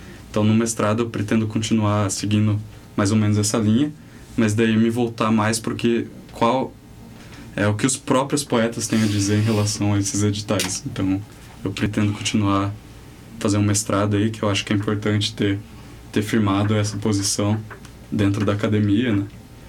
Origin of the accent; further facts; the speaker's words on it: Sorocaba, São Paulo, Brazil; que eu sou de Sorocaba